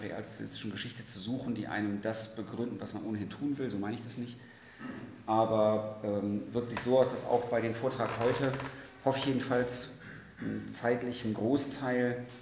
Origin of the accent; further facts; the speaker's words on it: Hanover, Lower Saxony, Germany; now in Leipzig, Germany; ich komme ursprünglich aus Hannover, wohne jetzt in Leipzig